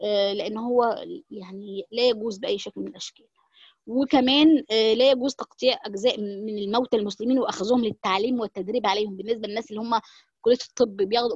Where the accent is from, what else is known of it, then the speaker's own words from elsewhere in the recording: Egypt; وده طبعا عندنا في مصر بيبقى كتير، او معرفش في الدولة العربية الكلام ده